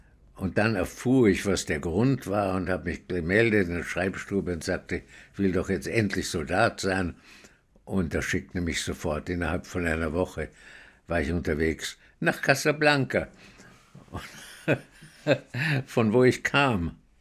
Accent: Austria; Und ich sagte, nee, ich bin aus Österreich.

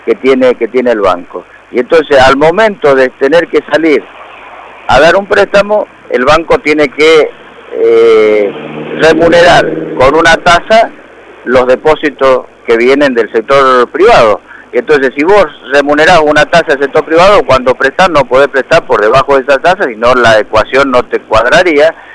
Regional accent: Argentina; esa es la preocupación que tenemos los trabajadores del banco como trabajadores y también como argentinos

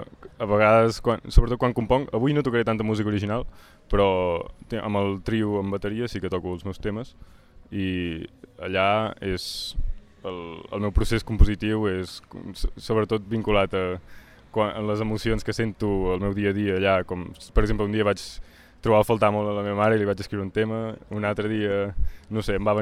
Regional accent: Vic, Catalonia, Spain; moved away as an adult; also born or lived in Amsterdam; sóc de Vic, he estudiat aquí a l'Escola de Música

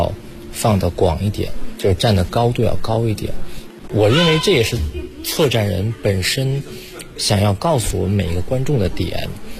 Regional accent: China

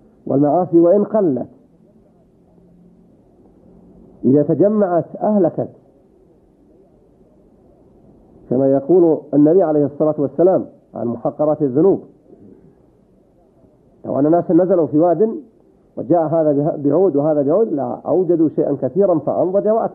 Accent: Saudi Arabia; وإذا كنت أنت في هذه البلاد، بلدنا المملكة العربية السعودية

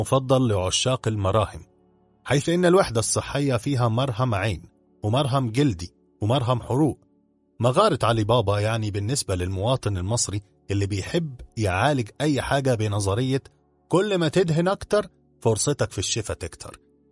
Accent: Egypt; المهم كعادتنا كمصريين بننبهر بالحاجات دي ولينا حق الصراحة

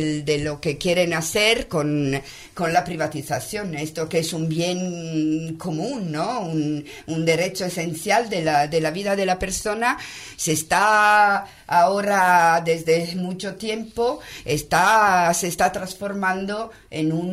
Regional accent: Italy; Spanish is a second language; Perdona, que yo soy italiana.

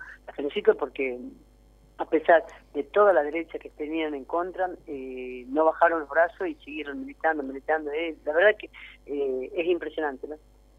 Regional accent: Jujuy, Argentina; Yo soy jujeña

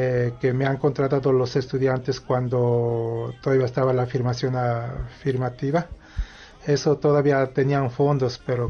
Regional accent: Mexico; first language Nahuatl; Spanish is a second language; como la lengua náhuatl es mi lengua materna

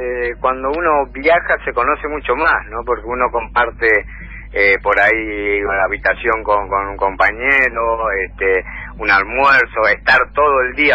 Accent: Buenos Aires, Argentina; Sí, la mayoría somos de Floresta, digamos, ¿no? De acá de Floresta.

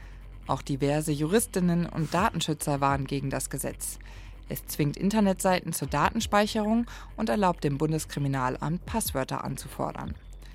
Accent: Bavaria, Germany; Ich bin im Münchner Umland groß geworden.

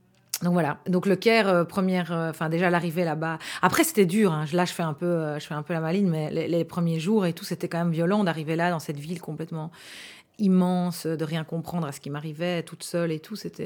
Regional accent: Gilly, Wallonia, Belgium; Mais moi, j'ai grandi à Gilly. Donc, c'est dans la banlieue de Charleroi et dans un environnement très, très mélangé, en fait, et avec pas mal d'arabophones.

